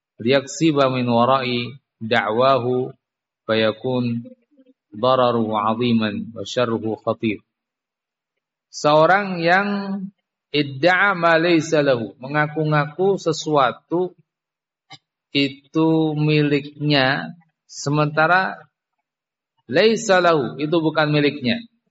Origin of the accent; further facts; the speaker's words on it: Java, Indonesia; Ya, kita orang Jawa